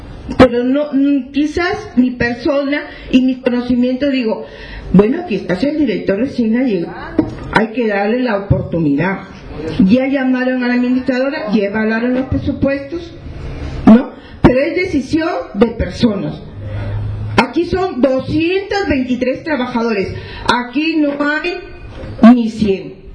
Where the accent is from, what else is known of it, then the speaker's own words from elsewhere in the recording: Piura, Peru; porque yo soy una de las personas que vengo desde Piura con mis compañeros, entonces los de Piura nos perjudicamos desde un inicio